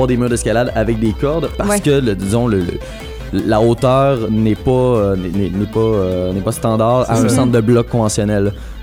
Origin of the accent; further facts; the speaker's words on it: Repentigny, Quebec, Canada; Je dois être honnête, je suis natif de Repentigny aussi.